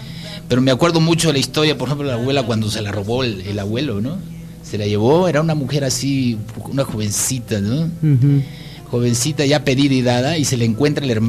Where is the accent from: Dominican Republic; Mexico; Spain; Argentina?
Mexico; Jáltipan, Veracruz; Veracruz es un estado musical por excelencia. Desde que naces estás escuchando música por todos lados. Y luego mi pueblo, que fue también así como un centro así cultural, Jaltipan